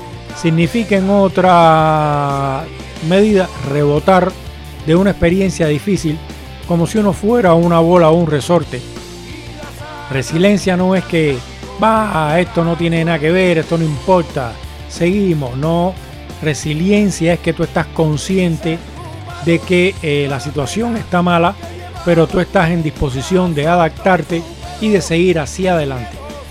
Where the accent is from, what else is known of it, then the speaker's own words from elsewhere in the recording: Cuba; yo que soy cubano, la resiliencia que he tenido que tener.